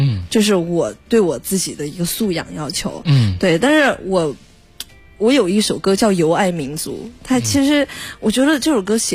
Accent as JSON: {"language": "Chinese", "region": "Sichuan", "country": "China", "accent": "Sichuan", "said": "我只要一着急，我就马上我就要说四川话，说四川话跟普通话就来回切换自如，"}